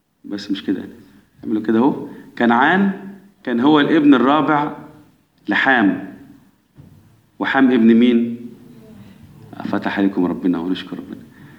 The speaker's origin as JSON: {"language": "Arabic", "country": "Egypt", "said": "احنا كمصريين أولاد مين من أحفاد نوح؟ أولاد مصرايم."}